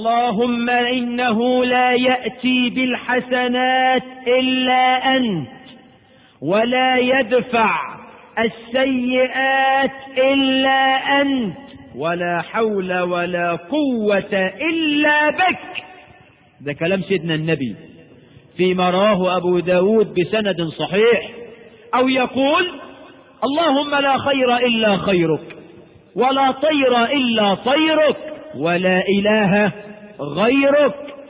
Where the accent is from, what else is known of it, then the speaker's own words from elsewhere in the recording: Egypt; وانا مصري مش هندي ولا حاجة، انا من حواري مصر.